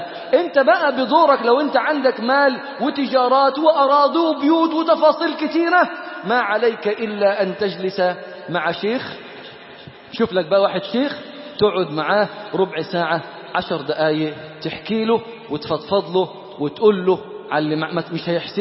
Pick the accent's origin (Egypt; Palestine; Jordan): Egypt; Damietta, Damietta Governorate; انا من دمياط، زكاة في دمياط